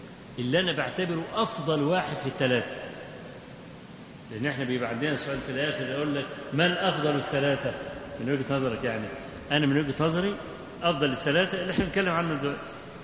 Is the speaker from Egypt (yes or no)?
yes; Kafr El Sheikh, Kafr El Sheikh Governorate, Egypt; القطر اللي عندنا في كفر الشيخ يعني